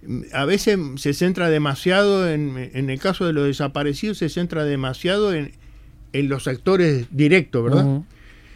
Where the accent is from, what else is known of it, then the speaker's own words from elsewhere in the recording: Uruguay; tal vez porque somos uruguayos también, y nos cuesta muchas veces sacar a luz determinadas cosas